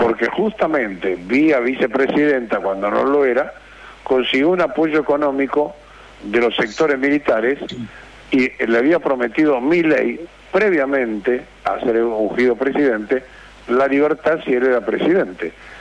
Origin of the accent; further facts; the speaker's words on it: Argentina; Es muy difícil vivir en la Argentina siendo argentino